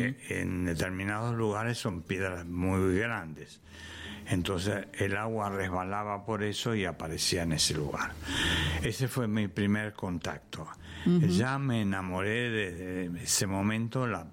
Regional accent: Buenos Aires, Argentina; born there; now in Merlo, Argentina; No, yo nací en Buenos Aires. Vine acá por primera vez hace 68 años aproximadamente

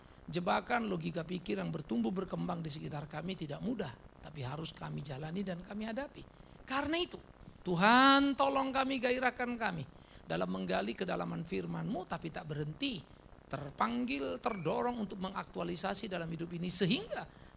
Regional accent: Eastern Indonesia, Indonesia; Karena saya orang Timur, saudara.

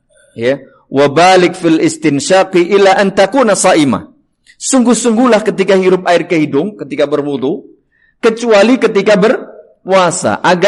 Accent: Java, Indonesia; Paling pas bahasa Jawa karena saya orang Jawa ya, mohon maaf.

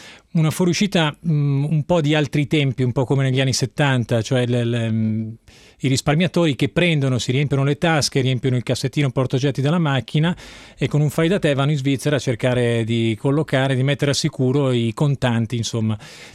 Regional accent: Como, Lombardy, Italy; Io sono comasco, sono cresciuto e vissuto e vivo ancora a Como.

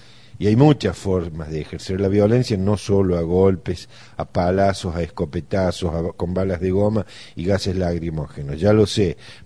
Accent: Argentina; A mí me da vergüenza como argentino, vergüenza como hombre, como docente.

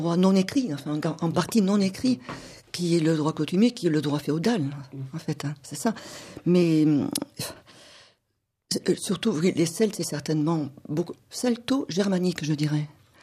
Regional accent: Provence-Alpes-Côte d'Azur, France; puisque moi je suis provençal.

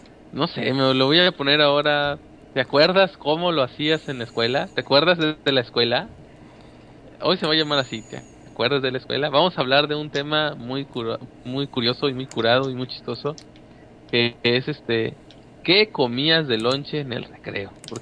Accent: Monterrey, Nuevo León, Mexico; Sí, pues soy de Monterrey.

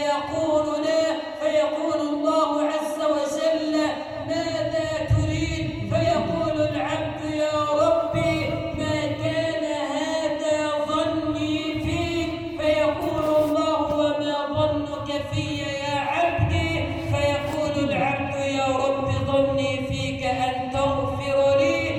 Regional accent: Egypt; أن تجعل بلدنا مصر أمنا أمانا، سخاء رخاء

